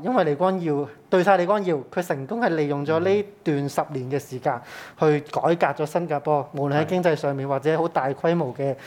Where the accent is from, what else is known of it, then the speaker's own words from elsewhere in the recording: Hong Kong; 而我哋香港人需唔需要仲有呢個舞台去不斷咁樣去發聲又好